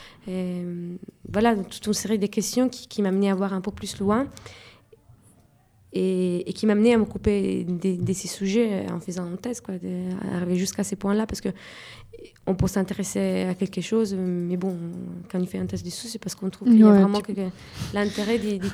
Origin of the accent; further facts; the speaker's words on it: Italy; French is a second language; now in France; je suis italien, mais ne savent pas que je suis pas sarde.